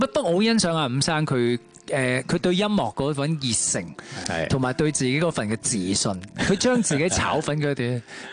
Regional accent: Hong Kong; 我香港人

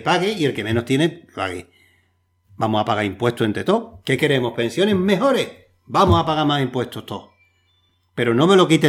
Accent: Spain; como todos conocemos en nuestro país y somos españoles y españolas

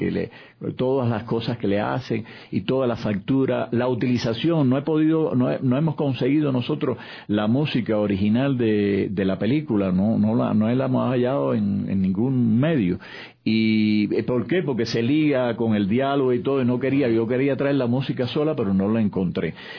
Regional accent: Venezuela; moved away; no estoy al día de hace muchos años que yo salí de Venezuela en el 2002.

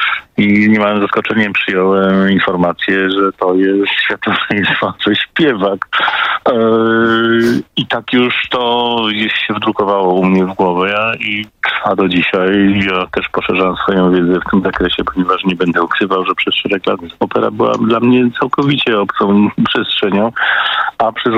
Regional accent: Łódź, Łódź Voivodeship, Poland; moved away as an adult; now in Kraków, Poland; przeprowadzka z Łodzi, bo to nasze Tomka i moje rodzinne miasto, w moim przypadku do Krakowa

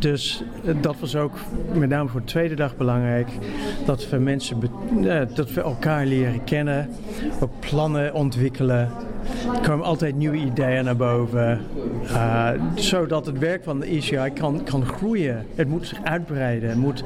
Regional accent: Australia; Dutch is a second language; moved away as an adult; also born or lived in England; now in Netherlands; Ik kom uit Australië. Ik heb mijn opleidingen in Australië en in Engeland gedaan. Ik woon al 20, 25 jaar in Nederland.

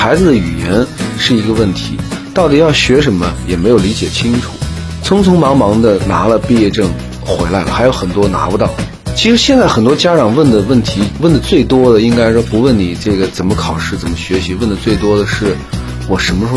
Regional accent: China; 我们中国人经常讲用人不疑

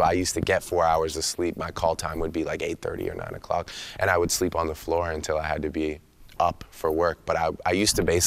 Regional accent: Toronto, Ontario, Canada; because you know, I'm from Toronto. I'm from a place where it's a true mosaic.

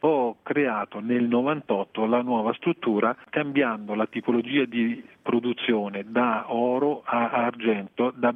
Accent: Frosinone, Lazio, Italy; born there; Io sono nato a Frosinone

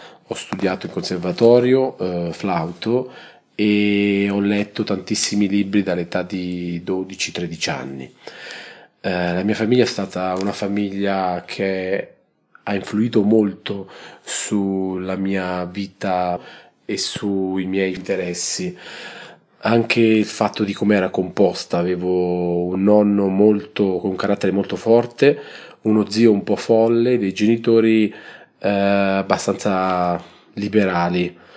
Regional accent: Alatri, Lazio, Italy; born there; sono nato ad Alatri, un paese in provincia di Frosinone, e vengo da una famiglia di insegnanti. Mio padre è stato insegnante di lettere e mia madre di musica.

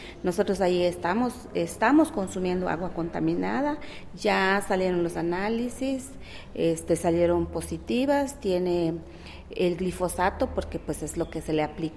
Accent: Hopelchén, Campeche, Mexico; Buenas tardes … vengo del estado de Campeche, municipio de Jopelchen

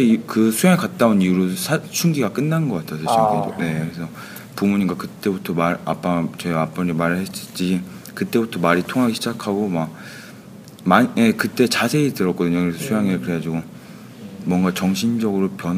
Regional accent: South Korea; 저는 한국 사람이고 학생입니다.

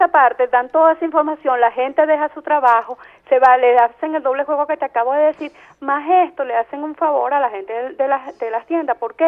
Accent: Venezuela; nosotros los venezolanos

